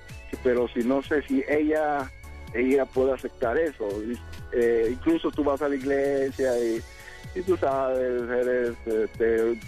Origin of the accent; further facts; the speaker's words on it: Acapulco, Guerrero, Mexico; recordando el México. Yo soy de Acapulco.